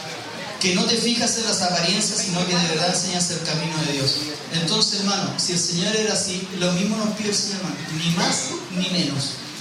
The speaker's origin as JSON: {"language": "Spanish", "country": "Chile", "said": "Porque somos mentirosos como chilenos, ¿no?"}